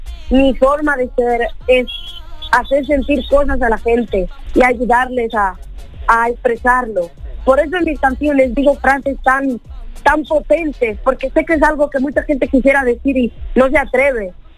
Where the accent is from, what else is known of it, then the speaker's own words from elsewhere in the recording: Dominican Republic; also born or lived in Spain; Me preguntan, ¿de dónde eres? Pues soy dominicana, española, de todas partes.